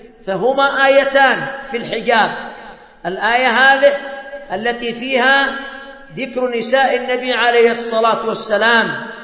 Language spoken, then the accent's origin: Arabic; Yemen; أظن أن أنكد الزواج هو عندنا في اليمن، أن أنكد الزواج عندنا في اليمن